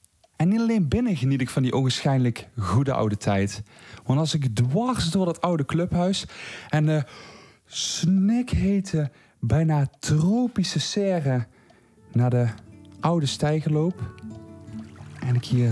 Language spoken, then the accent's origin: Dutch; Belgium; ik ben bang dat mijn accent wel al een beetje verraadt dat ik dichter bij Europa's hoofdstad Brussel woon dan bij het piepkleine dorpje Weerdum in Groningen.